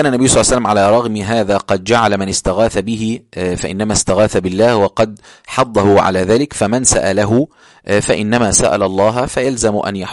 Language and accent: Arabic; Egypt; accent: Egyptian; يعني دي لهجتنا احنا في مصر، ان احنا بنتكلم بسرعه شويه